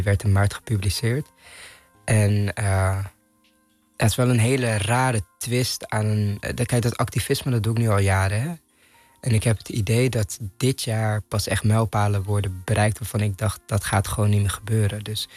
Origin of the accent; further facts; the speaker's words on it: Amsterdam, North Holland, Netherlands; Maar ik ben opgegroeid in Amsterdam-Noord.